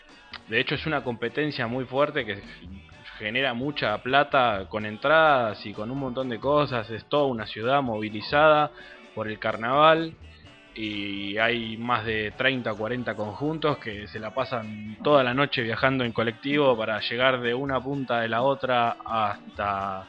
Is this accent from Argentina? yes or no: yes; Buenos Aires, Argentina; a nosotros como porteños nos llama mucho la murga uruguaya, porque es algo que es muy familiar.